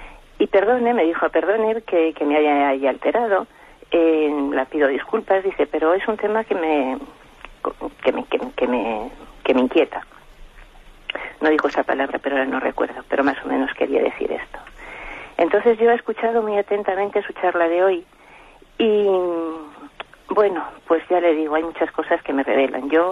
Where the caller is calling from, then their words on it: Madrid, Community of Madrid, Spain; de Madrid.